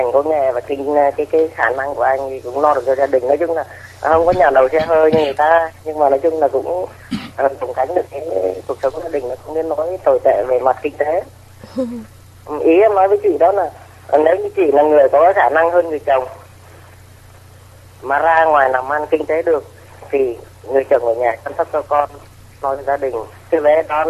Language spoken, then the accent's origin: Vietnamese; Ninh Binh, Vietnam; now in Binh Duong, Vietnam; quê gốc em ở Ninh Bình nhưng mà em vào trong này lâu rồi, hiện nay em đang ngủ ở cư trú ở Bình Dương.